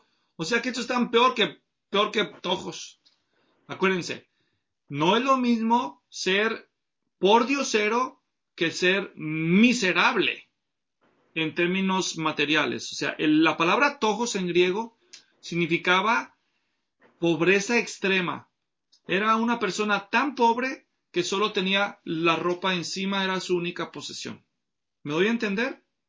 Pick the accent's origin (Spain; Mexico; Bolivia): Mexico; Yo crecí en México, soy mexicano, para los que nos ven en otros países.